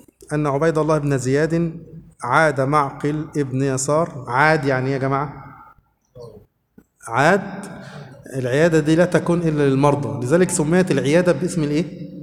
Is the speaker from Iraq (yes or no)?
no; Egypt; احنا عايزين يبقى عندنا في مصر كده